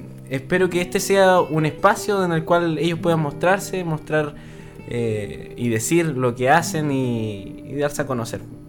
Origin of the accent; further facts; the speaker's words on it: Curacautín, Araucanía, Chile; Yo soy nacido y criado en Cura Caustín.